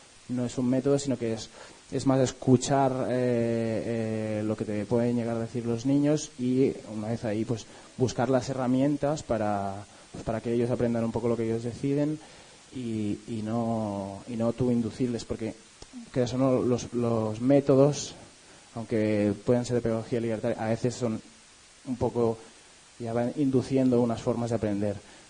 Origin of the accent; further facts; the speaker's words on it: Barcelona, Catalonia, Spain; de Barcelona, del proyecto de La Piña, una escuela libre que empezó en el 2004.